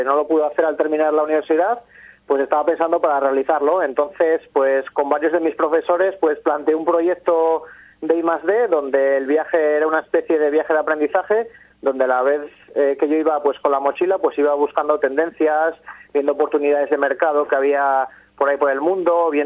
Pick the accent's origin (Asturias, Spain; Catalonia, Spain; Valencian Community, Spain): Asturias, Spain; Oviedo; moved away as an adult; soy de Oviedo y vine a Euskadi pues a hacer un máster en dirección de empresas